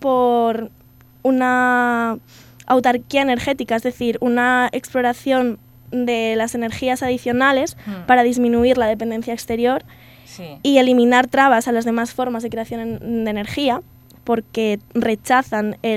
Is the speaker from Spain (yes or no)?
yes; Asturias, Spain; now in Alicante, Spain; De Asturias, pero yo en Alicante.